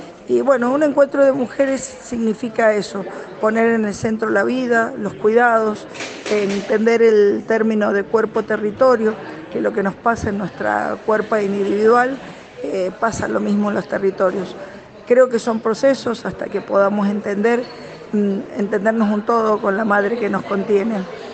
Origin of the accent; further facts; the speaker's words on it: Mendoza, Argentina; de Mendoza. Estoy acá en Jujuy, terminando ya el encuentro